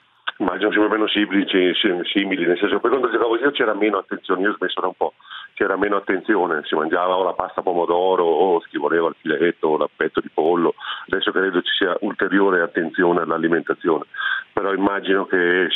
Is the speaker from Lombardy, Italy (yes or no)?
no; Aosta, Aosta Valley, Italy; Sì, io sono nato ad Aosta, non di origine, per nel senso che mia mamma è di Parma, mio papà era piemontese, ma nato ad Aosta e cresciuto ad Aosta.